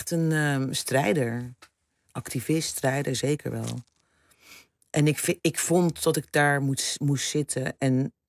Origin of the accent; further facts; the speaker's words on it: Rotterdam, South Holland, Netherlands; now in Amsterdam, Netherlands; ik ben een Rotterdammer in Amsterdam. Ik ben een moeder, ik ben een biculturele vrouw.